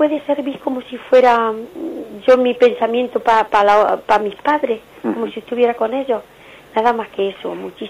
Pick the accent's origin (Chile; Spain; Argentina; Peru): Spain; Andalusia; yo soy de Andalucía y yo tengo mis padres enterrados allí